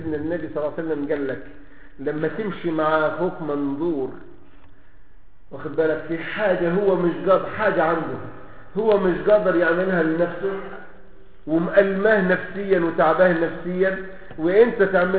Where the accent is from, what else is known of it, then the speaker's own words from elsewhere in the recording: Egypt; زي ما بيقولوا كده عندنا في مصر